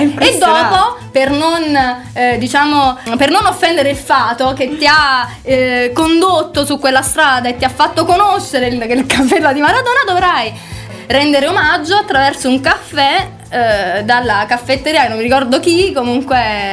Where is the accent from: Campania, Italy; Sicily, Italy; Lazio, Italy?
Campania, Italy; Atripalda; io sono irpina. Vengo da Avellino, anzi da Tripalda. Ovviamente nessuno conosce Tripalda